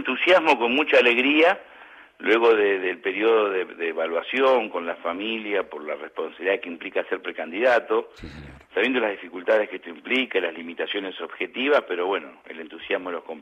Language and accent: Spanish; Río Negro, Argentina; yo soy oriundo de Río Negro, mi mamá vive en Viedma, mis hermanos, sobrinos